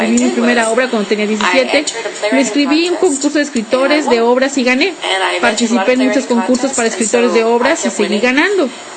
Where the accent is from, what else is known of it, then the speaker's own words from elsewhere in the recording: Los Angeles, California, United States; Cuando yo me crié en Boyle Heights, no había dónde ir para estudiar teatro.